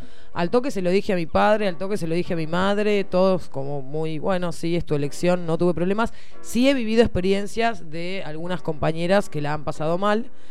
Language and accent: Spanish; Bahía Blanca, Buenos Aires Province, Argentina; Yo soy de Bahía Blanca.